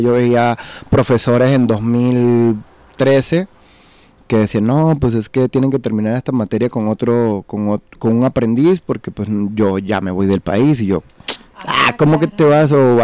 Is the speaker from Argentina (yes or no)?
no; Venezuela; now in Mexico; Ah, no, pues es que soy de Venezuela. Ah, eres de Venezuela, bienvenido. Y yo, ya llevo 6 años aquí, señor.